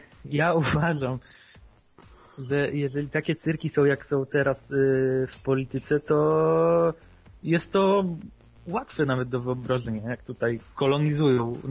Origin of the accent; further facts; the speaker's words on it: Warsaw, Masovian Voivodeship, Poland; No, ja jestem z Wawy